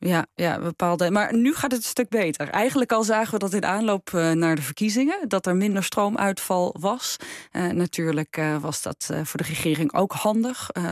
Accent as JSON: {"language": "Dutch", "country": "Netherlands", "said": "En ik denk dat het ook wel hielp dat we uit Nederland kwamen."}